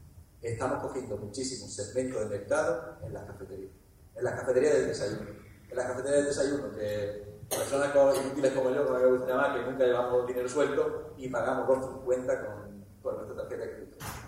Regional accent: Málaga, Andalusia, Spain; soy el único malagueño que está aquí subido, ¿de acuerdo? Y somos malagueños

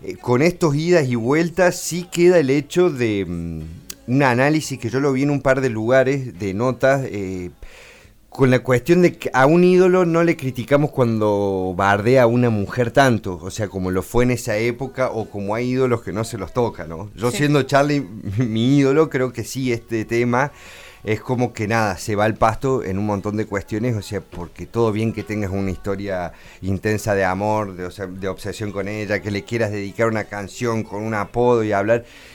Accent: Córdoba, Argentina; y lo critico yo siendo cordobés

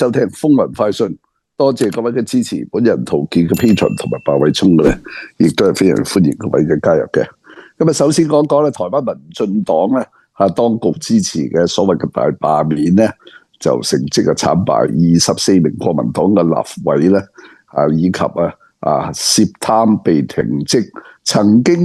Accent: Hong Kong; 嗰个方丈咧一见到我系香港嚟咧，

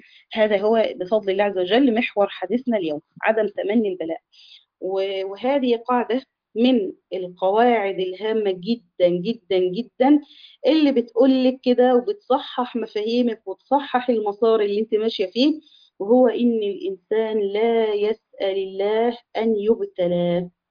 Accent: Egypt; إحنا كده في يمكن كمصريين

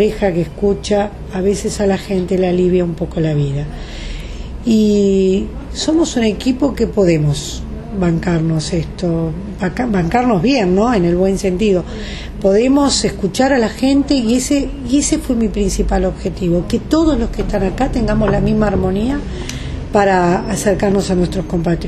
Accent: Uruguay; moved away; Los de afuera somos uruguayos que por alguna circunstancia de la vida nos tuvimos que ir.

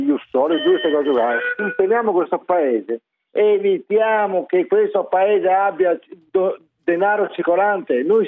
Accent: Jesolo, Veneto, Italy; io sono di Jeso, provincia di Venezia.

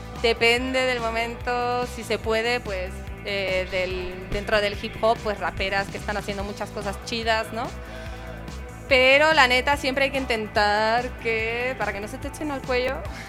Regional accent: Catalonia, Spain; y yo misma, que soy de tierras catalanas.

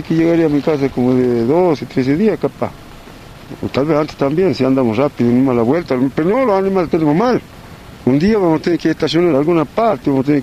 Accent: Susques, Jujuy, Argentina; Y vengo de Susque, del interior de Calidad Huanca, del domicilio del campo Cuevas. Del campo vivo yo.

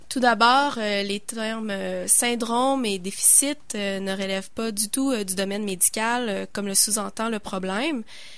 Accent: Malartic, Quebec, Canada; Je suis originaire d'Abitibi, de Malartic.

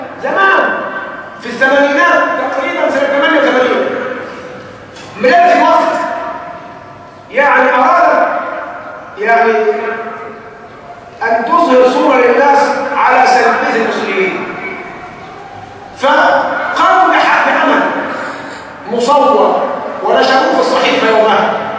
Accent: Egypt; السلبية القاتلة موجودة فينا كمصريين

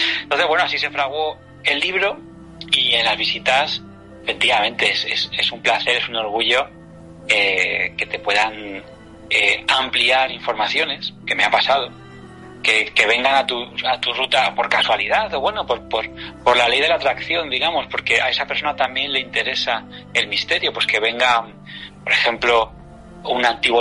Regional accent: Madrid, Community of Madrid, Spain; como madrileño, que tampoco voy yo haciendo gala de, pero sí, soy de Madrid y nacido en Madrid, que eso es muy raro de ver en Madrid, donde viene todo el mundo de todas partes

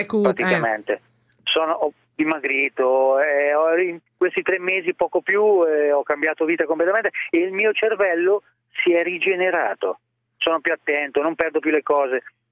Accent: Ancona, Marche, Italy; proprio sono di Ancona proprio.

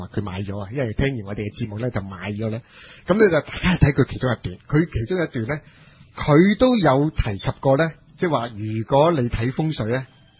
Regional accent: Hong Kong; 因為而家我哋香港人啲頭腦有問題

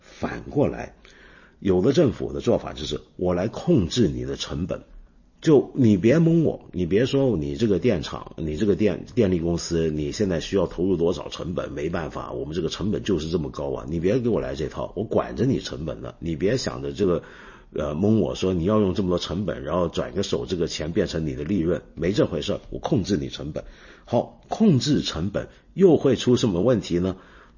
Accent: Hong Kong; 比如说像我住的我的老家香港就是这样子

